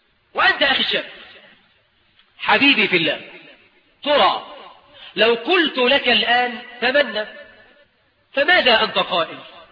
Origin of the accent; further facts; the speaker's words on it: Egypt; وإحنا كمصريين نطلق الجزء ونريد به الكل.